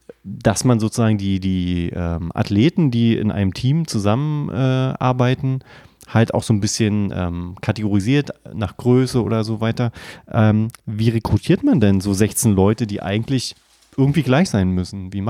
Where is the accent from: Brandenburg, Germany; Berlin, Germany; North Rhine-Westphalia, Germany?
Berlin, Germany; weil wir kommen aus Berlin, wir können davon ein Lied singen, ne?